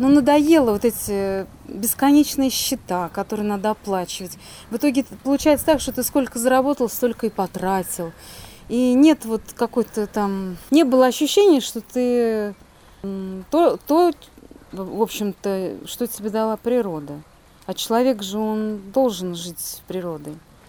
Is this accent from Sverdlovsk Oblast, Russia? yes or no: no; Penza, Penza Oblast, Russia; also born or lived in Saint Petersburg / Moscow; Нет, я из Пензы, но я почти, ну, большую часть жизни прожила в Петербурге и в Москве.